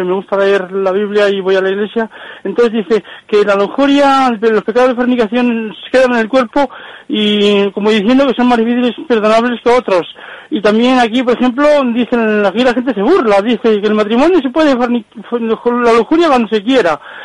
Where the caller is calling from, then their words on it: Segovia, Castile and León, Spain; de Segovia, mire.